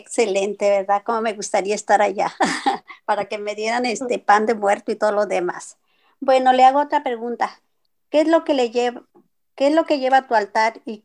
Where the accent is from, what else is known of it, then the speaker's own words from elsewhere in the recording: Mexico; No, somos tremendas, las de México.